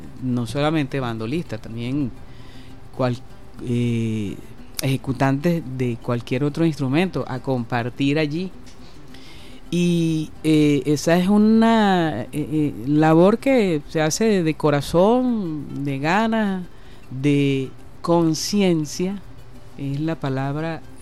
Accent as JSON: {"language": "Spanish", "country": "Venezuela", "said": "nos fortalecemos como pueblo, como sociedad, como venezolanos"}